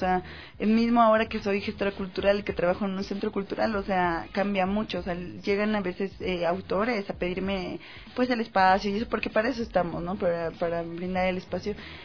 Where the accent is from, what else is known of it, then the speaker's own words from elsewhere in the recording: Mexico; Plática es igual a conversar, que yo soy mexicana y ya decimos platicar en lugar de conversa.